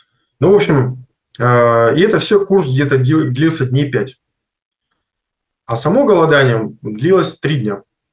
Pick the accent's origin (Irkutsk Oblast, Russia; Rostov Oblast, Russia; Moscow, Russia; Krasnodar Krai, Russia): Rostov Oblast, Russia; Konstantinovsk; А сам я из Ростовской области, город Константиновск.